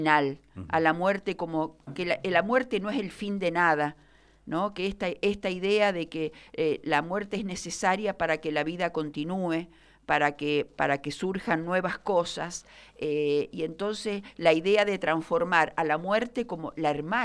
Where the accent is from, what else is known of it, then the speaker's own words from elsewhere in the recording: Mendoza, Argentina; also born or lived in Santa Fe; cuando éramos muy pequeños y nos vinimos de Santa Fe a vivir a Mendoza, a Minetti